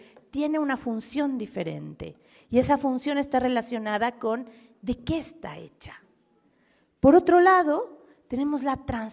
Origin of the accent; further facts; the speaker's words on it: Mexico City, Mexico; yo vengo de la Ciudad de México